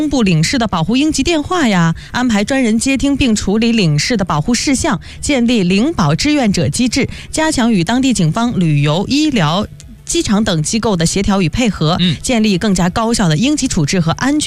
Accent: China; 因为我们其实作为中国人

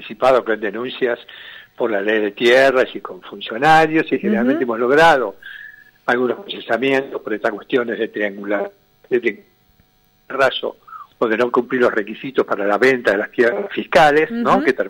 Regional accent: Buenos Aires, Argentina; born there; soy hijo de laburante, nací en Pompeya

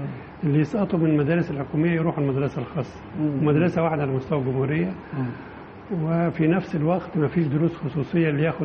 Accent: Sharqia Governorate, Egypt; إحنا من الشرقية بس قريبين أو من محافظة القليوبية. وما كانش فيه في مشتول مدرسة ثانوي.

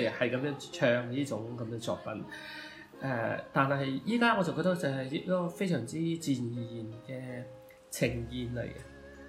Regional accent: Guangzhou, Guangdong, China; 咁作為一個廣州人咧，我覺得唱粵語歌係一件其實唔使多思索嘅嘢

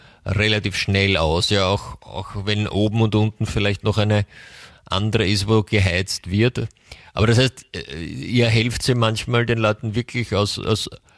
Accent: Austria; bei uns in Österreich läuft das über ein ORF oder?

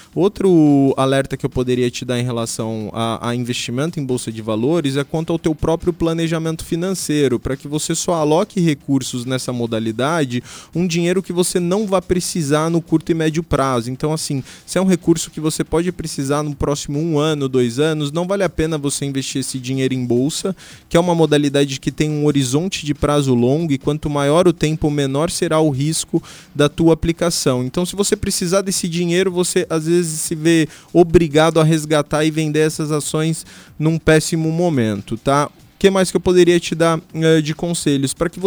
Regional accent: Foz do Iguaçu, Paraná, Brazil; now in Curitiba, Brazil; cresci aqui, né, que eu já moro há tanto tempo em Curitiba que hoje eu já me considero de lá também, mas enfim, cresci em Foz, tenho raízes aqui, tenho famílias, grandes amigos

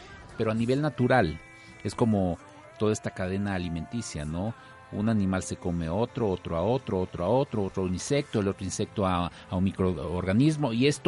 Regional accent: Mexico; nosotros como profesionistas, como mexicanos

